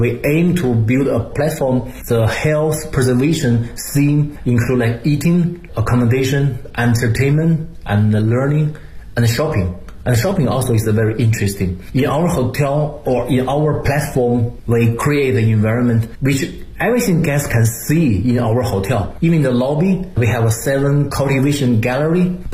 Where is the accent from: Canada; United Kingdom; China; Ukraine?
China; Beijing; English is a second language; I'm from Beijing, I know Beijing a lot.